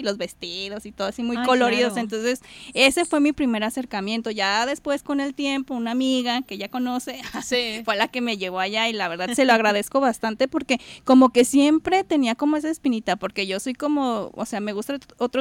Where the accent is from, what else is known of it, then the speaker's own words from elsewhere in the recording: Puebla, Mexico; born there; now in Guadalajara, Mexico; pues yo soy de Puebla, bueno, nací allá, pero he vivido acá en Guadalajara mucho tiempo.